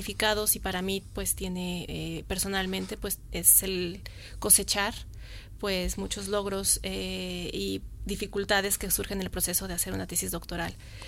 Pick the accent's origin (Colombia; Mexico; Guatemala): Mexico; yo soy mexicana, como bien lo dijiste